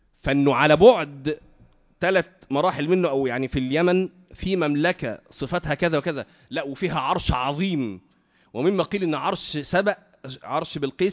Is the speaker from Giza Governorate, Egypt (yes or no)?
no; Cairo, Cairo Governorate, Egypt; انا من القاهره وتزوجت من اسكندريه برضو يعني ايه كان من حوالي 20 سنه